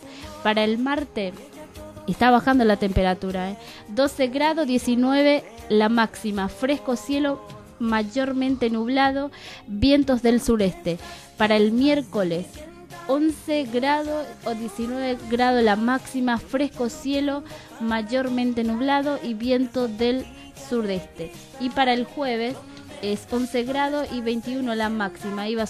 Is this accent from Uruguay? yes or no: no; Paraguay; now in abroad; Pero, como todos paraguayos, extrañamos nuestro querido Paraguay